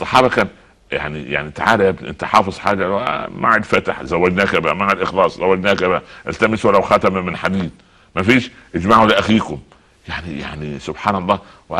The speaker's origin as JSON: {"language": "Arabic", "country": "Egypt", "said": "يعني اضرب مثال تعودنا عليه كمصريين وعرب"}